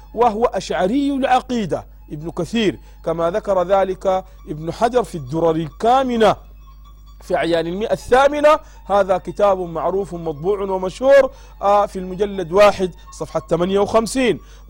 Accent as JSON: {"language": "Arabic", "country": "Sudan", "said": "البلد عندنا في السودان"}